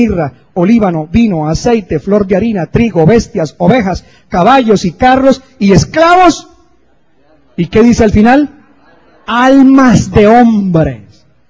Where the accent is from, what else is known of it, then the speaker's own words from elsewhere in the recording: Sogamoso, Boyacá, Colombia; born there; yo entré una vez a la catedral allá en Sogamoso, donde yo nací